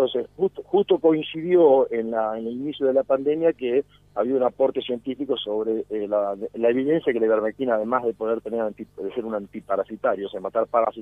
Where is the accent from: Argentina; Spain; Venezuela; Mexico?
Argentina; Lorenzo; yo vengo de un pueblo, de Lorenzo, es mi pueblo, un pueblo chiquito, fui a la escuela primaria pública, al secundario público, a la universidad pública.